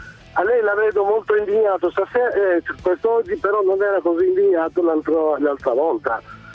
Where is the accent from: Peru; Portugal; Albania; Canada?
Albania; Italian is a second language; now in Italy; Le spiego, io sono albanese